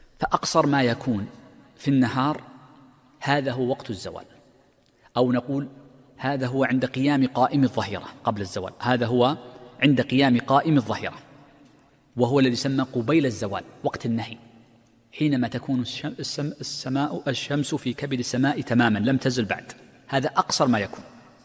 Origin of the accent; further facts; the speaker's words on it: Mecca, Makkah Province, Saudi Arabia; وغالبا عندنا في مكة وفي الحجاز وفي المملكة كلها